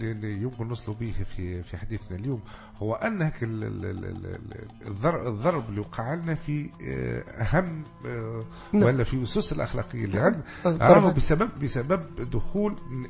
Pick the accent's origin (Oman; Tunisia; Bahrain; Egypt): Tunisia; تو النظام الرأسمالي تو عندنا في تونس هنا